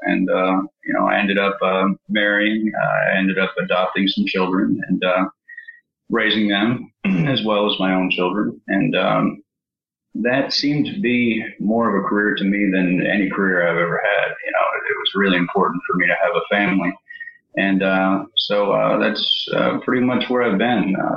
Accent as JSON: {"language": "English", "town": "East Providence", "region": "Rhode Island", "country": "United States", "tie": "born there", "said": "I was born in Providence, Rhode Island, East Providence, and moved around pretty much every 2 months since then."}